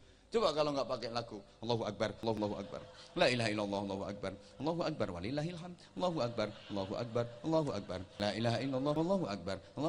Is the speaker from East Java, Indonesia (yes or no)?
yes; Bojonegoro, East Java, Indonesia; Kayak azan khas daerah saya, daerah Bojonegoro.